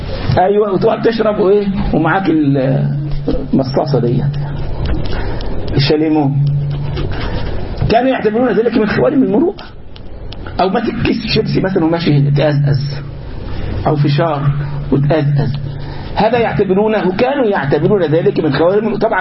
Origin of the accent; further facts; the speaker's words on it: Egypt; now in United States; هنا في امريكا مثلا بعض الاشياء عادي جدا الناس تعملها، عادي جدا. عندنا في مصر مثلا او في بلادنا العربيه امر مستهجن جدا ان يعمل